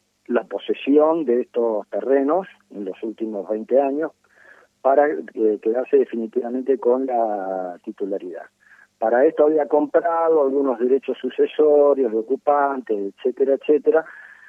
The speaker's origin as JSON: {"language": "Spanish", "town": "Rosario", "region": "Santa Fe", "country": "Argentina", "said": "simplemente como ciudadanos rosarinos"}